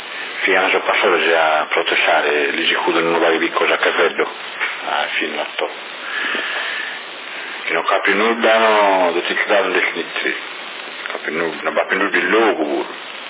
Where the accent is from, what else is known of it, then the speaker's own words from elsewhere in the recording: China; Italian is a second language; Sono cinese